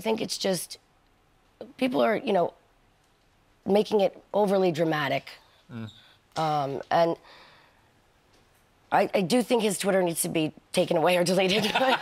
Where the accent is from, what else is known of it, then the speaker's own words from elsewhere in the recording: New York, United States; I mean, I'm from New York. I'm born and raised there, so I was a little intimidated.